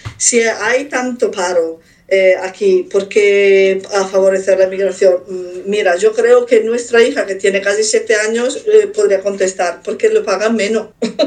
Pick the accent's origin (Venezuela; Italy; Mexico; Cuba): Italy; moved away; yo también soy inmigrante, vengo de Italia, pero como soy ariana físicamente y no soy negra, paso bastante desapercibida.